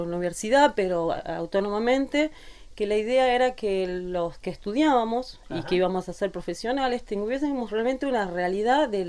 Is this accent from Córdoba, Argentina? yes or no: yes; Córdoba, Argentina; No, yo soy de Córdoba.